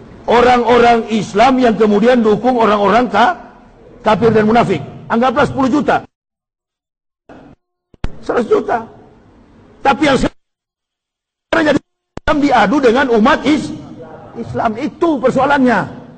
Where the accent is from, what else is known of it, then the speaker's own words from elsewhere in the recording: Manado, North Sulawesi, Indonesia; Bahkan Manado, kampung halaman saya